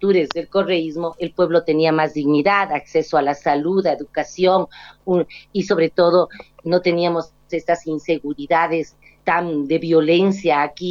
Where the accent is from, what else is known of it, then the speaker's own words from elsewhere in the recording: Ecuador; no vergüenza como ecuatoriana tener un gobierno de esas índole